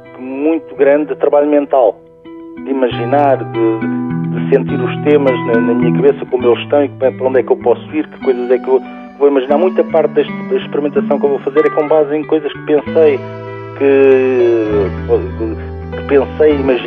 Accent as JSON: {"language": "Portuguese", "region": "Lisbon", "country": "Portugal", "said": "porque eu sou de Lisboa."}